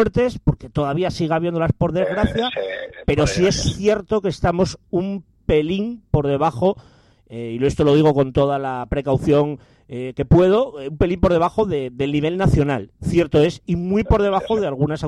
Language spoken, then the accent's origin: Spanish; Gijón, Asturias, Spain; now in Santander, Spain; Asturias, por razones obvias, porque soy de Gijón, obviamente. Dos, Cantabria, porque en concreto vivo en Santander